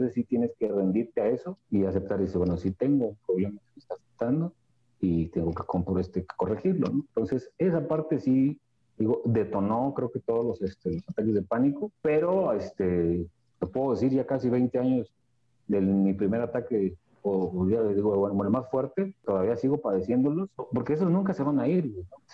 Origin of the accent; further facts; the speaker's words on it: Xalapa, Veracruz, Mexico; born there; also born or lived in Tantoyuca; me regresé a Tontoyuca, de donde yo nací aquí en Jalapa, pero viví en Tontoyuca. Estuve un año en el 2010